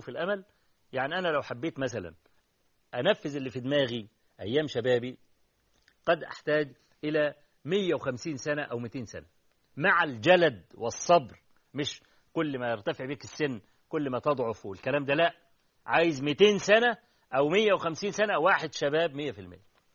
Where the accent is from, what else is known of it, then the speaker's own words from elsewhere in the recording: Egypt; عندنا في مصر